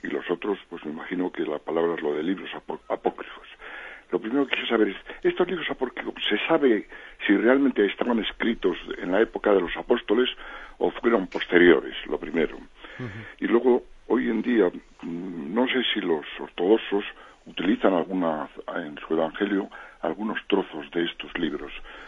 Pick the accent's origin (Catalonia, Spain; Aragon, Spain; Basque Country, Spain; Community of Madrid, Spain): Basque Country, Spain; Bilbao; de Bilbao.